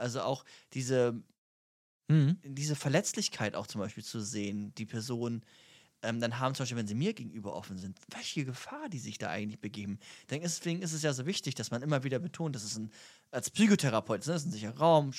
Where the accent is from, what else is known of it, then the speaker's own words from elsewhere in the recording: Germany; Wir sind beide Deutsche, ne? Schon mal gut.